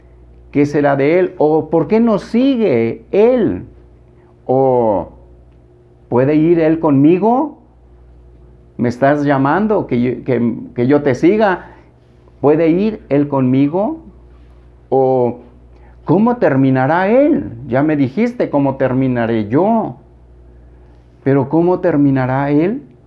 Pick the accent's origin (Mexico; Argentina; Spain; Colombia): Mexico; aquí tal vez como mexicanos somos muy dados a hacer señas, ¿verdad?